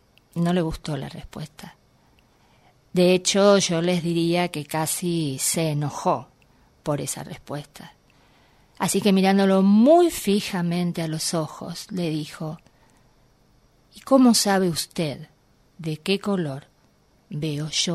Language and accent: Spanish; Buenos Aires, Argentina; now in Villa Berna, Argentina; yo soy de Buenos Aires, viví toda mi vida acá. Hice algunas incursiones de intentar vivir en el interior, pero concretamente hace 5 años me fui a vivir a la provincia de Córdoba, a un pueblo que se llama Villa Berna, donde somos 109 habitantes